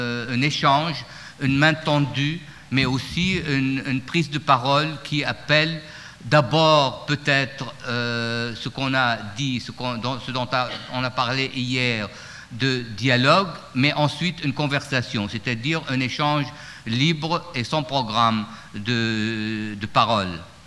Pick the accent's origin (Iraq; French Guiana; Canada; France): Iraq; Baghdad, Baghdad Governorate; Quand j'étais enfant et adolescent à Bagdad